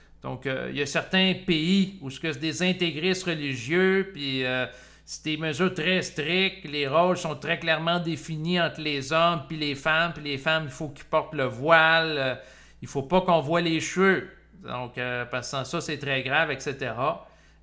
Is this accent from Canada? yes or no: yes; Canada; moi, en tant que Canadien